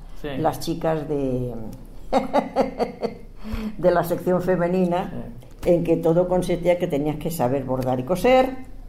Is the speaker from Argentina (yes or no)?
no; Barcelona, Catalonia, Spain; Yo nací en Barcelona, yo soy catalana, de hecho.